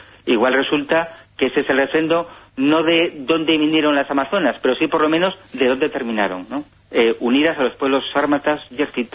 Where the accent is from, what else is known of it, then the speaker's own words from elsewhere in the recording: Santander, Cantabria, Spain; now in Ourense, Spain; yo ahora pues vivo en Orense, pero yo vengo de Santander. Yo he vivido a unos 30 kilómetros de Liérganes, ¿no? Una población preciosa, muy cercana a la bahía de Santander.